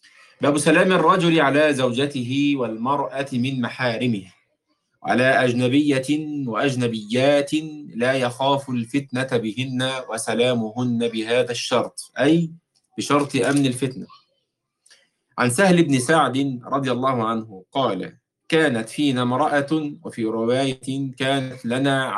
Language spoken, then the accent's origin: Arabic; Egypt; مر على عيال مثل ما احنا بنسميهم عندنا في مصر بيلعبوا في الشارع كده